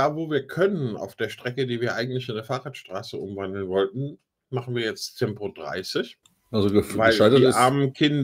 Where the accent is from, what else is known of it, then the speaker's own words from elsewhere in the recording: Giessen, Hesse, Germany; Ja, in meiner Heimat ist ja jetzt der Verkehrsversuch krachend gescheitert.